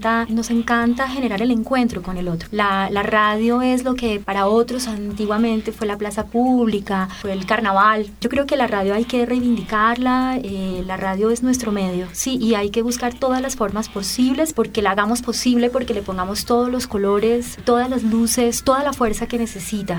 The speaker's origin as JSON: {"language": "Spanish", "country": "Colombia", "said": "es el medio que nos identifica como colombianos, como latinoamericanos"}